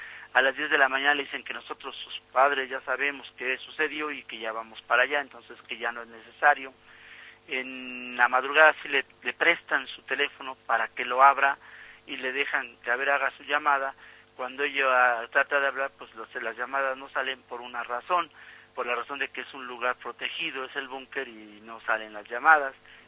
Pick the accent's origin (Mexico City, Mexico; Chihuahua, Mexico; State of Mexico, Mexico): Mexico City, Mexico; que sí somos gente de este barrio, que sí somos gente de Tepito, orgullosamente tepiteños